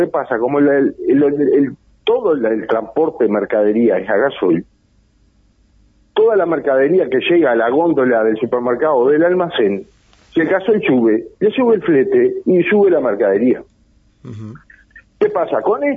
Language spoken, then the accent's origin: Spanish; Uruguay; no tenemos que darnos la discusión como uruguayo